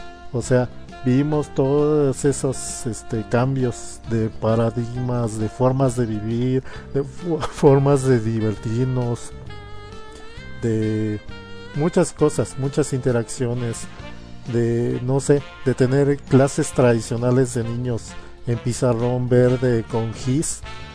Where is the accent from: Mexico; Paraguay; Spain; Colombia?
Mexico; En mi caso, siendo mexicano, pues se define un poco más tardío